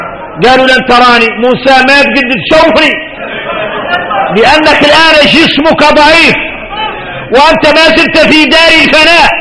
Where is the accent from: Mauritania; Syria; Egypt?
Mauritania; احنا موريتاني قالوا اننا معروفين بكرم الضيافة،